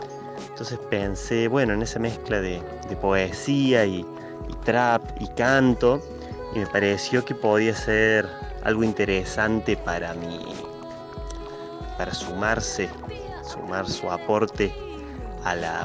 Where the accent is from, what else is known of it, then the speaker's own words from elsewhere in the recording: Córdoba, Argentina; soy músico de Córdoba